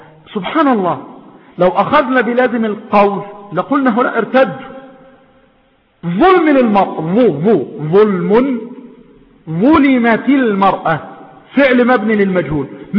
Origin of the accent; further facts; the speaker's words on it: Egypt; وهنا عندنا في مصر ماذا يقال؟